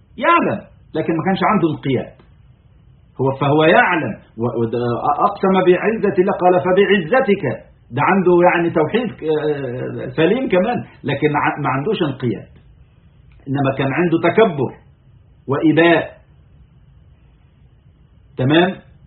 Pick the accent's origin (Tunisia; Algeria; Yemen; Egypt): Egypt; يعني احنا عندنا في مصر فترة من الفترات